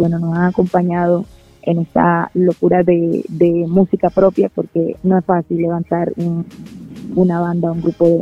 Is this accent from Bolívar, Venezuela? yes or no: yes; Ciudad Bolívar, Bolívar, Venezuela; now in Colombia; mi mamá es cantante de la ciudad de donde yo vengo de Ciudad Bolívar, Venezuela. Entonces vivo más cerca a casi que a Brasil que aquí a Colombia.